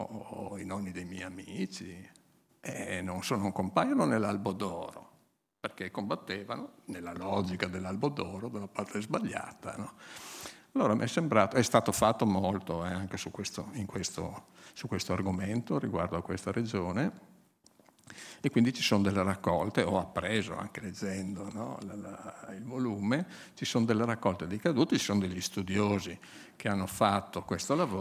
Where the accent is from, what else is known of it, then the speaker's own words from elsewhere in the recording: Friuli-Venezia Giulia, Italy; io sono friulano, faccio sempre i confronti col Friuli, e diciamo nel comune, dove, nel paese dove vivevo io